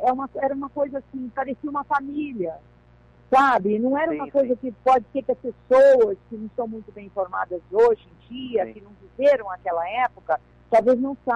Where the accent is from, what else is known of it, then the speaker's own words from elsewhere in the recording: São Paulo, Brazil; also born or lived in Rio Grande do Sul; eu fui criada em São Paulo, eu falo que eu sou paulista, eu adoro ser gaúcha.